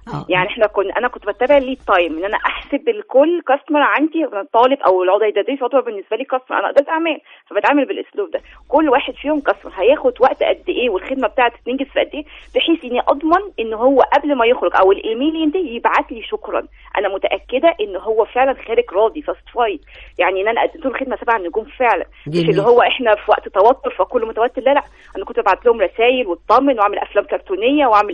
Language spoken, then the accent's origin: Arabic; Egypt; فإحنا قلنا طيب ليه إحنا بس نستفيد منه كمصريين